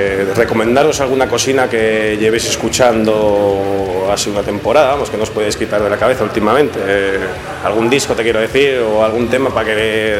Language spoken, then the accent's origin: Spanish; León, Castile and León, Spain; Y soy de León